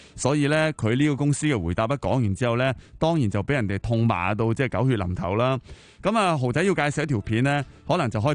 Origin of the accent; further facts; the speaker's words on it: Hong Kong; 我谂都代表住咧，即系我哋香港人啊嗰种打工勤奋嘅嗰种心态啊